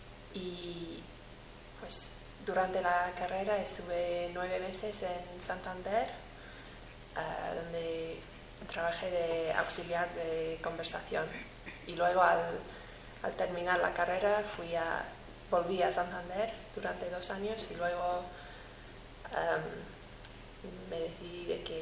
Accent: Romania; Spanish is a second language; Yo vengo de Rumanía. Yo estudié traducción e interpretación en Rumanía también.

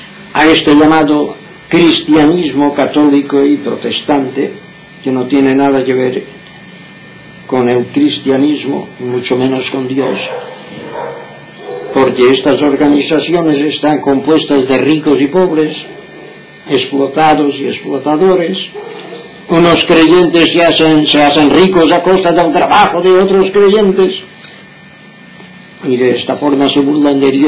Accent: Inca, Balearic Islands, Spain; estamos en Palma de Mallorca. Yo, el que os habla, soy mallorquín, nací en el pueblo de Inca en el año 1918, ahora tengo 82 años de edad. He trabajado toda mi vida de yesero.

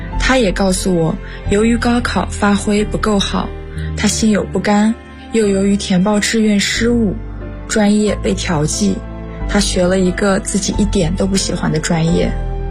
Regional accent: Yinchuan, Ningxia, China; now in Nanjing, China; 来自宁夏银川，我在南京大学，距离我的家乡1600公里。

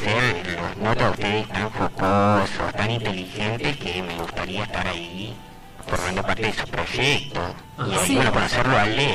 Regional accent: Rosario, Santa Fe, Argentina; De acá, de Rosario.

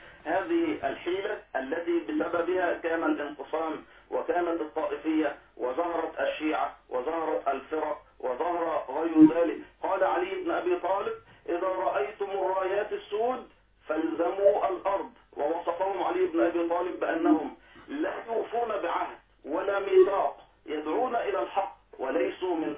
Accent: Damietta Governorate, Egypt; دائما أتجه يعني في سفرياتي إلى بلدي أو قريتي في محافظة دمياط

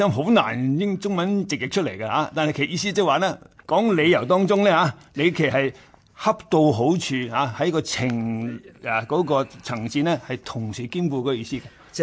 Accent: China; 呢、這个就系我哋中国人所谓嘅。择善嘅意思啦

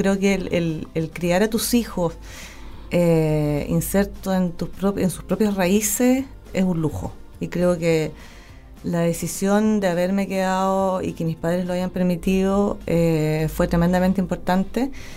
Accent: Los Lagos, Los Ríos, Chile; also born or lived in Valdivia; Así que nací en Valdivia, pero pasé toda mi infancia y, curiosamente, mi adolescencia en Los Lagos.

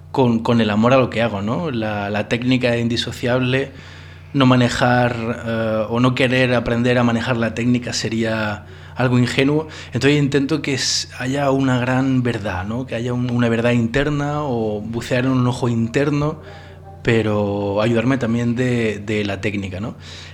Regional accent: Spain; moved away as an adult; now in France; en mi experiencia como un español que se tiene que ir fuera de España a buscar trabajo, ¿no? En mi caso me fui a Francia a trabajar de profesor de español

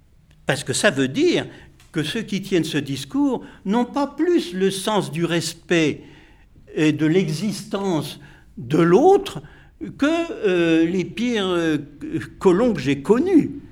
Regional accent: Normandy, France; ce que j'avais vécu moi dans mon enfance dans la Normandie du Cotentin, une Normandie très catholique, très ritualiste

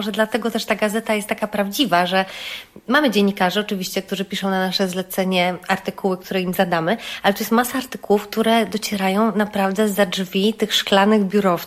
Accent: Grodzisk Mazowiecki, Masovian Voivodeship, Poland; sama jestem spod Warszawy, z Grodziska

